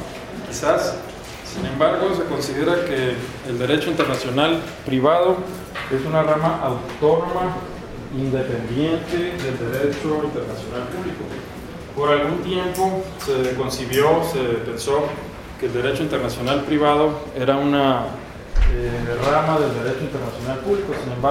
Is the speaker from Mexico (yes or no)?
yes; Mexicali, Baja California, Mexico; de allá de Mexicali, ¿no? De donde yo soy también oriundo.